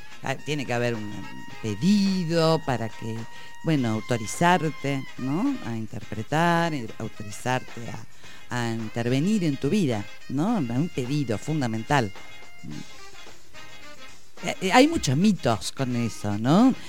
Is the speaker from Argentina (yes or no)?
yes; Bahía Blanca, Buenos Aires Province, Argentina; moved away as an adult; now in La Plata, Argentina; pero no soy de La Plata, soy de... No, vos lo dijiste. Vos lo contaste antes. Yo soy de Bahía Blanca. Vine a estudiar medicina acá